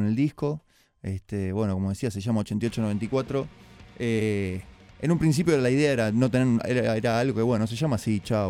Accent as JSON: {"language": "Spanish", "town": "Palomar", "region": "Buenos Aires Province", "country": "Argentina", "said": "Nosotros somos de Palomar, ¿no? No somos de Capital."}